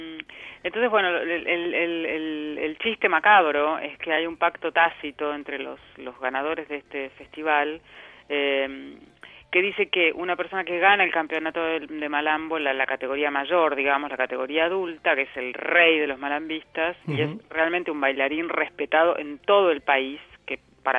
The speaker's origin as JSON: {"language": "Spanish", "town": "Junín", "region": "Buenos Aires Province", "country": "Argentina", "tie": "born or raised there", "said": "yo nací ahí en Junín."}